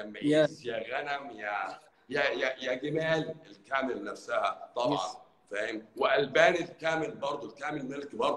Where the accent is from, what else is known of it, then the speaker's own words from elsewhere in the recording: Egypt; عندنا في مصر